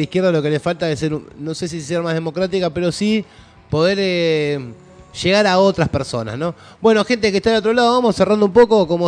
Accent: Argentina; me parece que es momento que nosotros como argentinos y argentinas, ¿no?

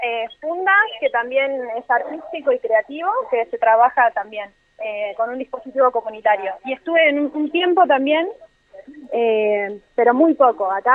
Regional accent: General Roca, Río Negro, Argentina; Yo vengo de General Roca.

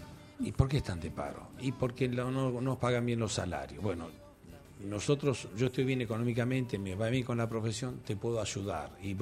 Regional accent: Quilmes, Buenos Aires Province, Argentina; Yo me crié ahí en Quilmes y mi abuelo me llevaba al cine.

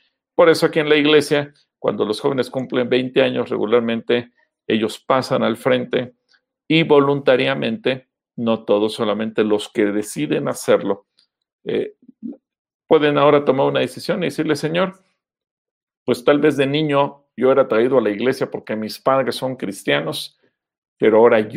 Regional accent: Mexico; las costumbres y tradiciones que tenemos como pueblo mexicano

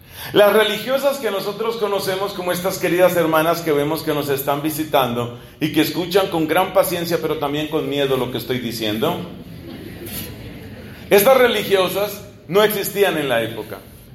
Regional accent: Colombia; eso también sucedió en mi país, en Colombia

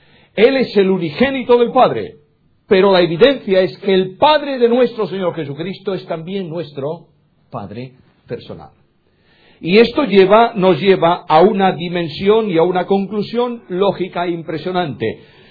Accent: Galicia, Spain; Yo soy, bueno, primero gallego. Yo soy gallego y además español. Vivo en España y mi ciudadanía es española.

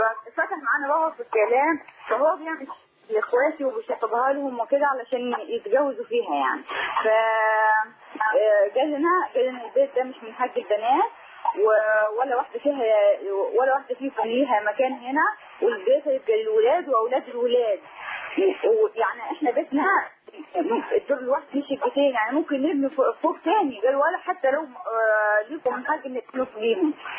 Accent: Asyut, Asyut Governorate, Egypt; المشكله دي ان على الميراث عندنا في اسيوط هنا

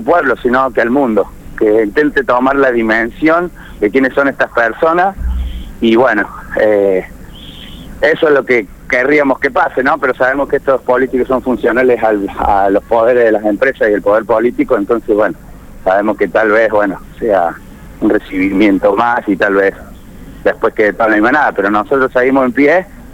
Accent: Córdoba, Argentina; yo vivo, o sea, vivo 5 minutos de Malvinas, ¿no? Un pueblo que está muy cerca, no soy vecino precisamente de Malvinas, soy de un barrio de Córdoba, pero estoy muy cerca de ellos.

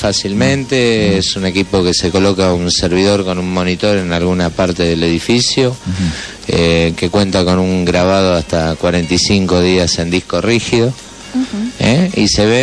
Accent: Mar del Plata, Buenos Aires Province, Argentina; para los que somos de Mar del Plata

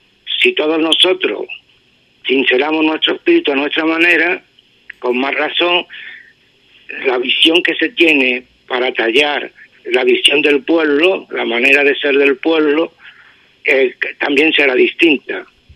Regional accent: Ubrique, Andalusia, Spain; era beneficioso para mi pueblo y para mi obra que se pusiera que es Ubrique.

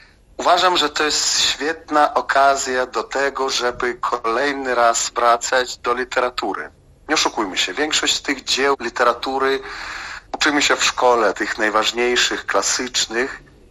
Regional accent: Belarus; Polish is a second language; mimo tego, że jestem Białorusinem.

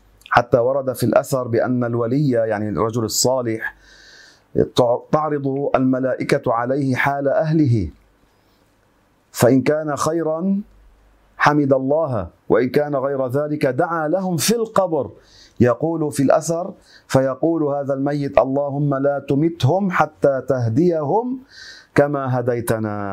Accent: Beqaa, Lebanon; هذه حصلت عندنا في لبنان في البقاع

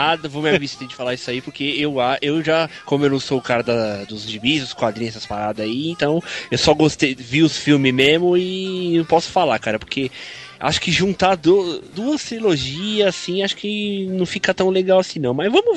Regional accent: São Paulo, Brazil; Ele é de São Paulo aqui, da minha terra.

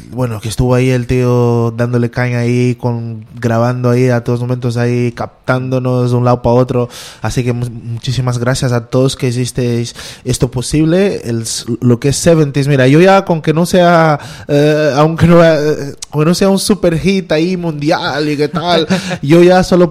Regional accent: Sintra, Lisbon, Portugal; yo crecí en Sintra, que es una zona en los alrededores de Lisboa, en Sintra, que es una zona muy verde, y mi casa estaba rodeada de eucaliptos

